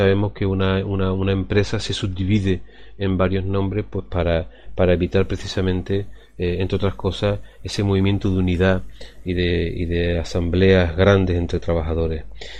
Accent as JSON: {"language": "Spanish", "town": "Cádiz", "region": "Andalusia", "country": "Spain", "said": "yo que vengo del barrio de Astilleros de Cádiz, he vivido todo eso"}